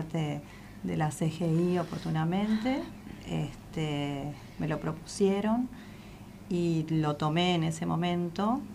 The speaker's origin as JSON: {"language": "Spanish", "region": "Buenos Aires", "country": "Argentina", "said": "Yo soy de Buenos Aires, trabajé en Casa Central, estuve allá 9 años y el resto acá en La Pampa."}